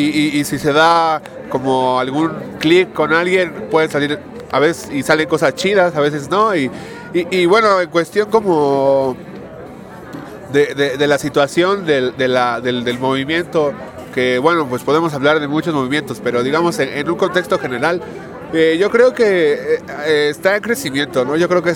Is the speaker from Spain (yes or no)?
no; Mexico; ese estándar de calidad que debemos de cubrir como mexicanos